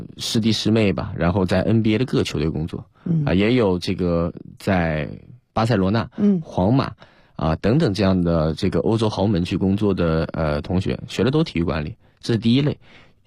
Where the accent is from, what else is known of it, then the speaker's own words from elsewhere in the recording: China; 我是来自中国一个比如说五六线城市啊，甚至十线城市。